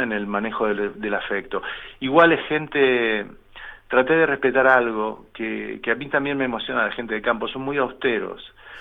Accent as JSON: {"language": "Spanish", "country": "Argentina", "said": "yo me doy cuenta que soy argentino y que he padecido lo que he padecido dentro de la Argentina"}